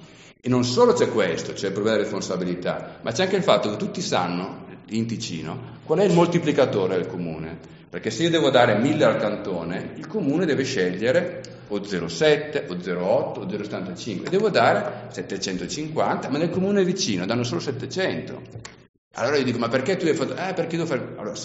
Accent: Lombardy, Italy; Ma la gente, una volta nel mio paese, vengo dalla provincia di Brescia

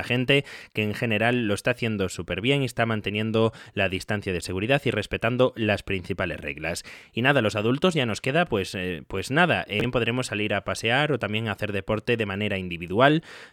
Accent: Galicia, Spain; yo soy gallego y nunca había estado en Soria o en Guadalajara

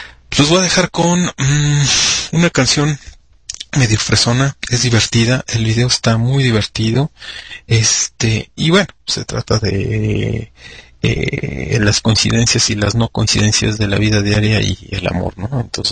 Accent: Mexico; Soy más mexicano que nopal, y entonces pues, comí nopales y frijoles, entonces pues mi pronunciación salió con un acento así chido, ¿no?

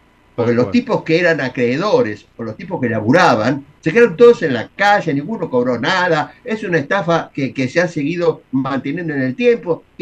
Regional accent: Buenos Aires, Argentina; nos quieren hacer creer a los porteños que somos más que un colombiano. Y eso no es así. Es la mezcla. Nosotros somos una mezcla.

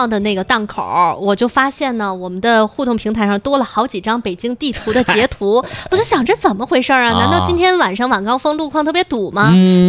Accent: Shijiazhuang, Hebei, China; 那张家口是我们河北的，但我真没吃过，我是石家庄的，不是张家口的

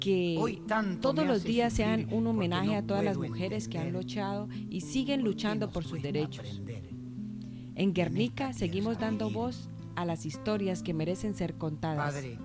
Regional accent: Villa del Rosario, Norte de Santander, Colombia; now in Asturias, Spain; como mujer colombiana viviendo en Asturias, he experimentado cómo el feminismo conecta con su en Villa del Rosario, mi tierra natal

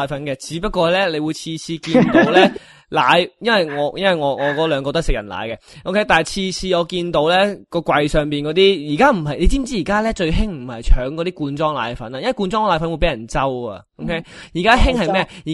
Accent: Australia; 我自己作為澳洲人啦，用緊即係住喺澳洲依笪地方咧

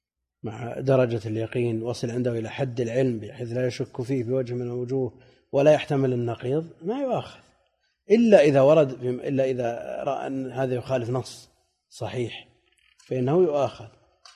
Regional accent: Najd, Saudi Arabia; وعندنا في نجد شدة الحر ولا أمطار

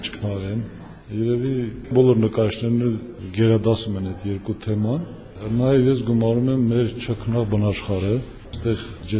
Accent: Berdashen, Nagorno-Karabakh, Azerbaijan; also born or lived in Stepanakert; Ծնվել եմ Բերդաշենում, Մարտունու շրջանի։ Դպրոցը մինչև 4-րդ դասարանը գյուղում եմ եղել, այնուհետև Ստեփանակերտ։

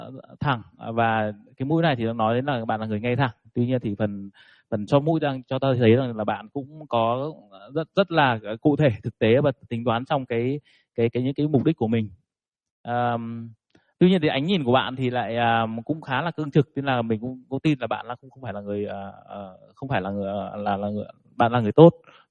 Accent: Hai Phong, Vietnam; em cũng sinh ra là nông thôn, bố mẹ em làm nghề nông. Và em đến từ Hải Phòng. Bố mẹ em thì cũng làm nghề nông

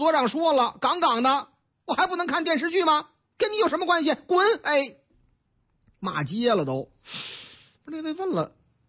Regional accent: Tangshan, Hebei, China; 唐山啊，我老家，你看了没有？这回正差，我老家河北唐山

